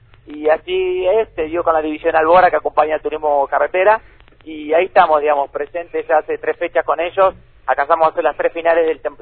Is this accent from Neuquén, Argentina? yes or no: yes; Neuquén, Argentina; born there; Tengo 27 años, soy nacido en Neuquén